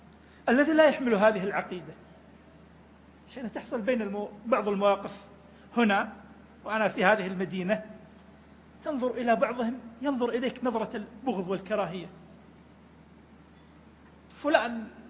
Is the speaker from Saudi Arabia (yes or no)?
no; Iraq; إلى منطقتنا، إلى بلدنا العراق